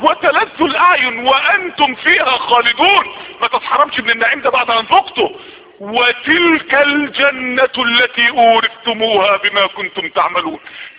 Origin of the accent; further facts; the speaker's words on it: Mansoura, Dakahlia, Egypt; ما يعرفوش ان انا من المنصورة